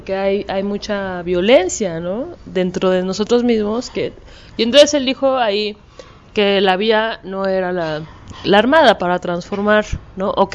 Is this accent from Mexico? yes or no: yes; Mexico; pues yo soy de México y eso lo viví en Chiapas, ¿no?